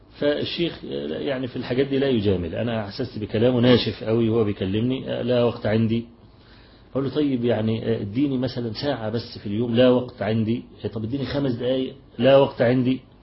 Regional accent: Egypt; عندنا في مصر بعت لي رسالة كده

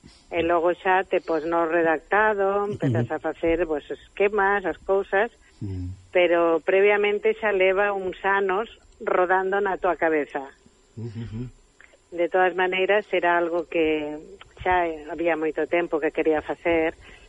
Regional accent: Catalonia, Spain; Eu criei-me aquí en Cataluña desde os 2 anos.

